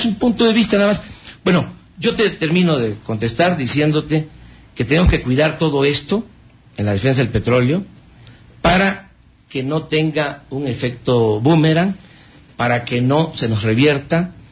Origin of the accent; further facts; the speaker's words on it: Tepetitán, Tabasco, Mexico; Yo soy de Tepetitán.